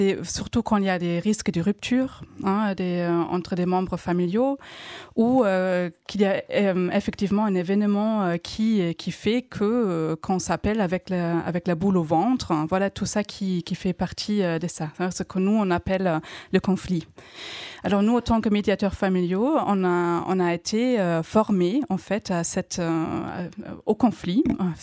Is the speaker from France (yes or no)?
no; Germany; French is a second language; moved away; les petits accents que j'ai, j'ai appris le français à l'âge adulte, hein, je suis allemande.